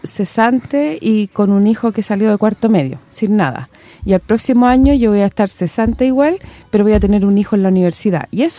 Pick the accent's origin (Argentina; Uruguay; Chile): Chile; Como dicen por ahí, como buen chileno.